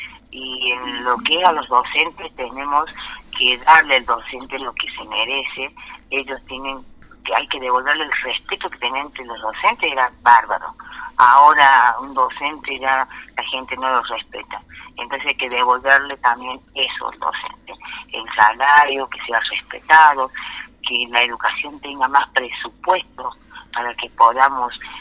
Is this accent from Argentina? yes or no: yes; San Pedro, Argentina; also born or lived in Villa Dolores; al año de nacida me llevaron a vivir a San Pedro, el lugar donde nunca más salí, porque soy sanpedrina y me siento sanpedrina, o sea, para mí nunca viví en Villa Dolores.